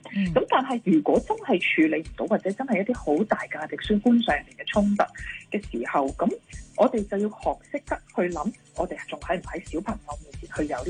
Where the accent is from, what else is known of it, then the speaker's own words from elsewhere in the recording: China; 我哋中国人传统嘅观念咧系好讲，即系一个完整嘅家庭啦，要有双亲喺家庭里边啦。